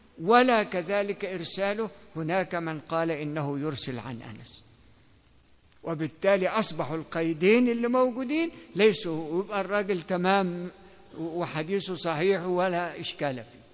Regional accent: Egypt; مش عشان هو مصري وأنا مصري

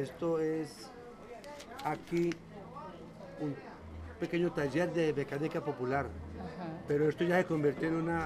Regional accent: Tuluá, Valle del Cauca, Colombia; now in Santa Rosa, Colombia; No, yo soy de Tuluá.

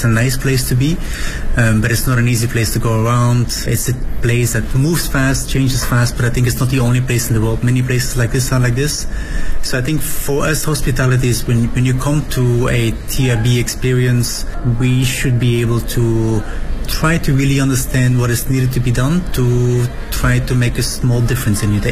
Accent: Belgium; now in Beijing, China; I am from Belgium. I've been in Beijing for about 10 years now.

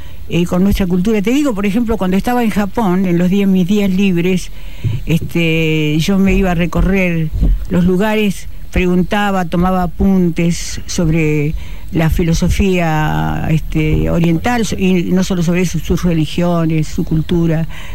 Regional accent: Bombal, Santa Fe, Argentina; also born or lived in Buenos Aires Province; now in Rosario, Argentina; Mirá, me crié, es decir, pasé 2 años de mi primera infancia en Bombal, exactamente.

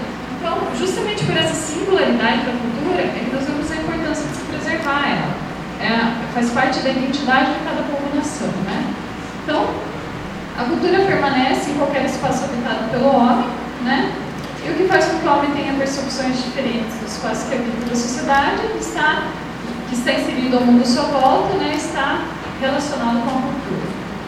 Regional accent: Ponta Grossa, Paraná, Brazil; eu vim de Ponta Grossa, Paraná.

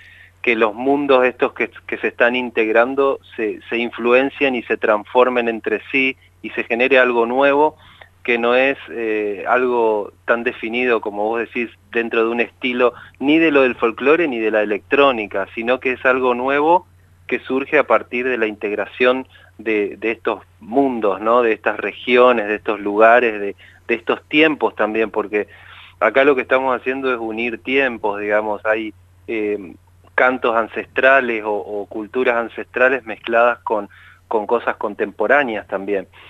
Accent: Chaco, Argentina; moved away as an adult; Yo fui a estudiar música a Córdoba cuando tenía 18 años. Yo soy del Chaco.

